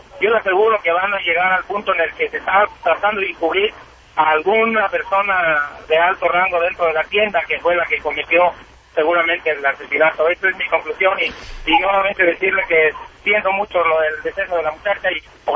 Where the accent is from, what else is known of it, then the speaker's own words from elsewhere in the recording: Mexico; moved away; yo me vine de México hace veintitantos años